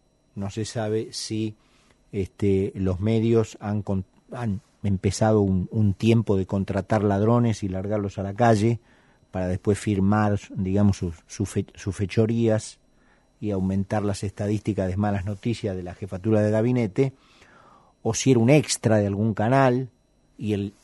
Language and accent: Spanish; Argentina; A mí como argentino me avergüenzan